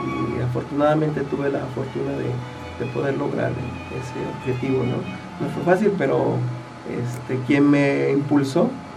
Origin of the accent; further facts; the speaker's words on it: Jiutepec, Morelos, Mexico; yo soy de aquí de Jutepec